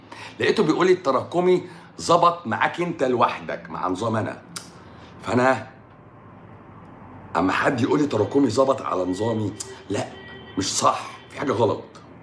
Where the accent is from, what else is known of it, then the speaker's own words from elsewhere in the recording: Egypt; انا مصري وببيع كلام اهو، انا مصري وببيع كلام اهو.